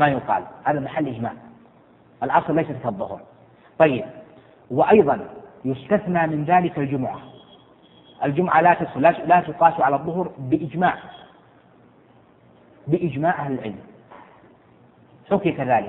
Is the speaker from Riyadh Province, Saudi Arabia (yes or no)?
no; Jeddah, Makkah Province, Saudi Arabia; وانت تعرف عندنا في جدة مثلا تمر علينا اوقات يعني حتى البسس تشتكي مو الاوادم، يعني حر شديد قيض شديد جدا